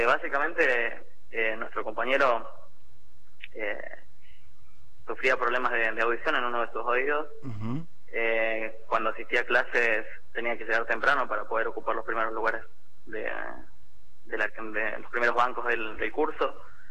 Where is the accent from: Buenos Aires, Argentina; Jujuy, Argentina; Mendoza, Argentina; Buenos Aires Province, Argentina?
Jujuy, Argentina; La Quiaca; Sí, mirá, yo soy de La Quiaca.